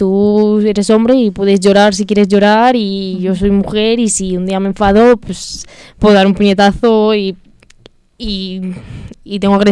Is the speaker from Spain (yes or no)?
yes; Madrid, Community of Madrid, Spain; Bueno, yo soy de Carabanchel Bajo, prácticamente de Usera, pero vamos, la zona al final no cambia tanto.